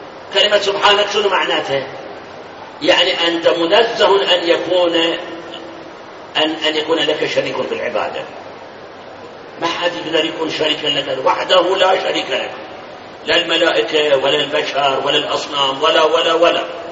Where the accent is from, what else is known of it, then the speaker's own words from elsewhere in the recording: Iraq; الآن هم اللي هذول يسموهم عندنا بالعراق جماعة الصبة، سامعين الصبة؟ ها؟ بالناصرية موجودين، سوق الشيوخ موجودين